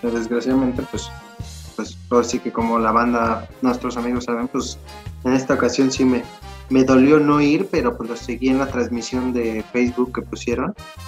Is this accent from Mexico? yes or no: yes; Mexico; Es que, o sea, como buenos mexicanos